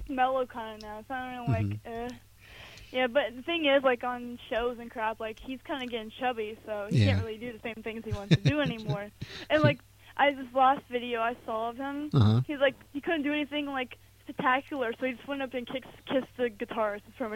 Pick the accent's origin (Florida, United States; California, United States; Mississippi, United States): Florida, United States; Fort Lauderdale; now in Bangor, United States; Fort Lauderdale.